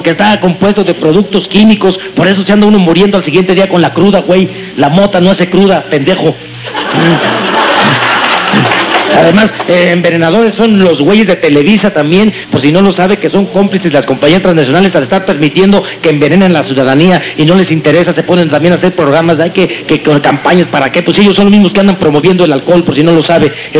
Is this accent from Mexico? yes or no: yes; Mexico; como mexicano que soy, me di cuenta que no éramos autosuficientes en el sector agrícola